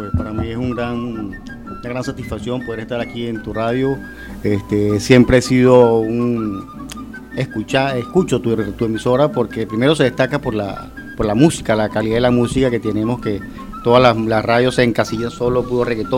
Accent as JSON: {"language": "Spanish", "town": "El Tocuyo", "region": "Lara", "country": "Venezuela", "tie": "born or raised there", "moved": "yes", "lives_now": "Portuguesa, Venezuela", "said": "Mira, soy nativo del Tocuyo, venido para acá hace muchos años, trajo mi papá acá para Portuguesa."}